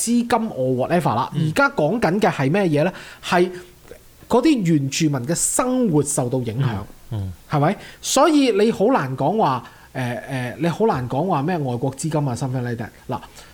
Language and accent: Cantonese; Canada; 其實係多得我哋加拿大人少嘅